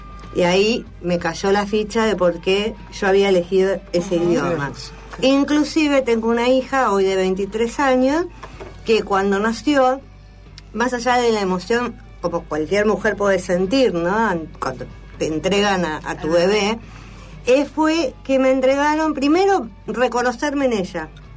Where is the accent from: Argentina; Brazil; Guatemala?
Argentina; La Plata, Buenos Aires Province; born there; Me entero que yo, aunque figuro nacida en Capital, nací en La Plata.